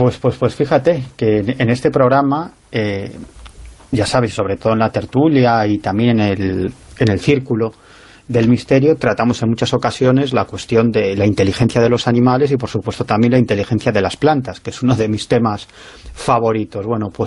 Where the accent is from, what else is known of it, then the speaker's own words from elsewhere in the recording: Galicia, Spain; ya sabes que soy un gallego exagerado, soy un gallego del sur y por lo tanto un gallego exagerado